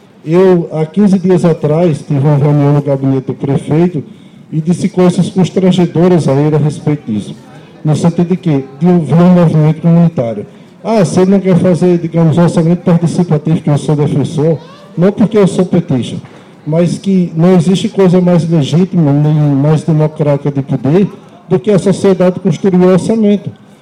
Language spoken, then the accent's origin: Portuguese; Northeast Region, Brazil; now in Cachoeira do Sul, Brazil; meu sotaque é um pouco diferente. Eu sou nordestino e atuo aqui no movimento comunitário. Em razão de fazer 13 anos que eu moro aqui na cidade de Cachoeira do Sul